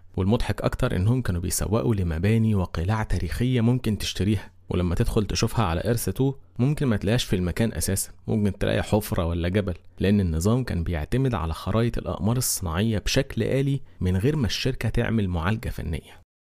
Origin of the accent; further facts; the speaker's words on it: Egypt; سرعات الابلود عندنا في مصر